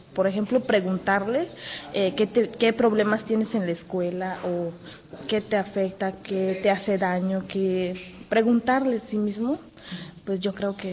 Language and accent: Spanish; San Blas Atempa, Oaxaca, Mexico; Yo soy estudiante de computación. Además, hago radio en mi pueblo, que es San Blas Atempa.